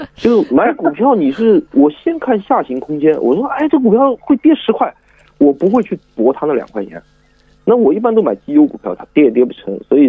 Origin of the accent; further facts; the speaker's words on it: Shanghai, China; 我们上海话叫花大扯，我不知道普通话怎么来形容